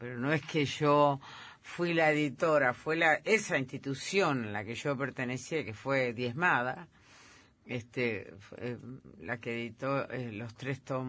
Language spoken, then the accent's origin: Spanish; Entre Ríos, Argentina; Entre Ríos, que es mi tierra.